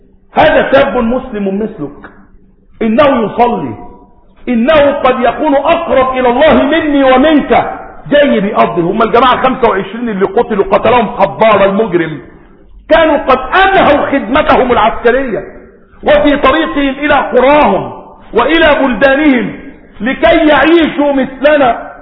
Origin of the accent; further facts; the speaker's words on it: Egypt; جعل بيت المقدس عندنا في مصر في سيناء